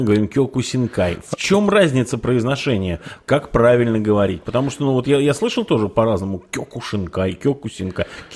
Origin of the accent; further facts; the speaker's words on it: Shuya, Ivanovo Oblast, Russia; И в моем родном городе в Шуе кёкусинкай был